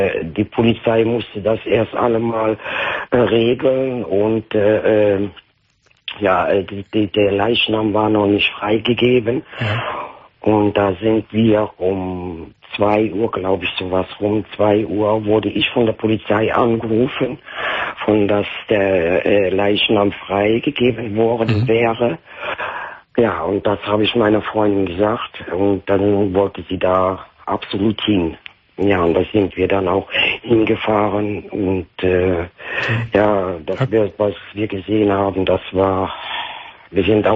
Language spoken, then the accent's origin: German; Netherlands; German is a second language; Ja, ich bin Holländer.